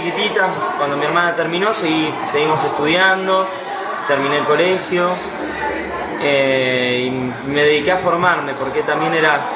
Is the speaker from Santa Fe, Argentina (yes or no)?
yes; Rosario, Santa Fe, Argentina; now in Buenos Aires, Argentina; Yo soy de Rosario y sí, venía los fines de semana.